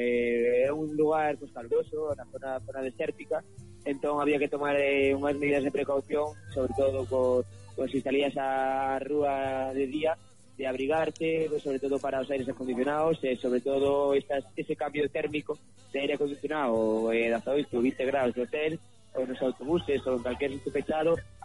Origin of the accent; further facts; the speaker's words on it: Viveiro, Galicia, Spain; ao eu non ter pistas na miña terra de Natal, que é Viveiro